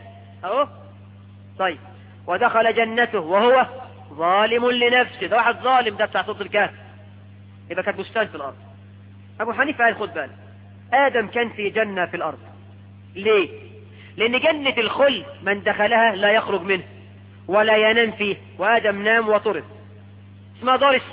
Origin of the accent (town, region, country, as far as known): Egypt